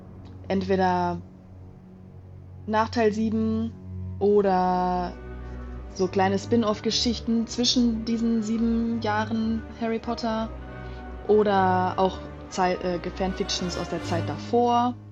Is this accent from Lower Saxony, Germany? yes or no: no; Düsseldorf, North Rhine-Westphalia, Germany; ich komme aus Düsseldorf